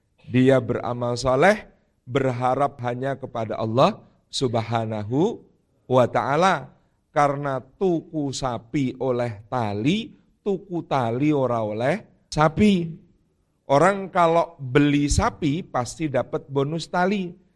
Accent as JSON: {"language": "Indonesian", "town": "Yogyakarta", "region": "Special Region of Yogyakarta", "country": "Indonesia", "said": "Kemudian saya dari Jogja"}